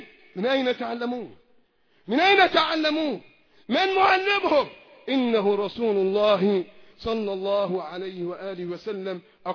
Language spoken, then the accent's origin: Arabic; Egypt; الذين يريدون إعادة الحكم في بلادنا مصر